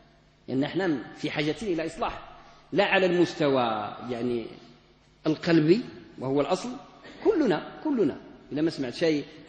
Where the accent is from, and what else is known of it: Morocco